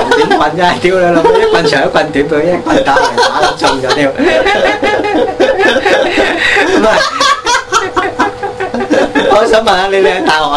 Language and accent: Cantonese; Hong Kong; 我香港人够食好多嘢啦